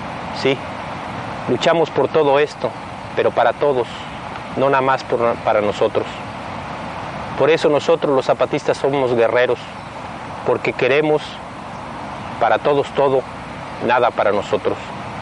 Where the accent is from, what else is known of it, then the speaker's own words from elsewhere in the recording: Southeast, Mexico; Nosotros, además de guerreros, somos indígenas mexicanos. Vivimos en las montañas del sureste mexicano, que viene siendo como el último rincón de este país.